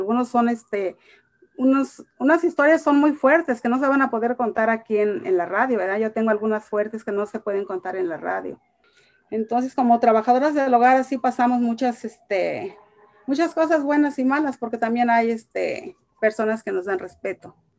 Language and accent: Spanish; Michoacán, Mexico; now in United States; soy de Michoacán y estoy casada y tengo dos hijos. Soy trabajadora del hogar ya por 32 años y agradecida con Dios por llegar a este país de Estados Unidos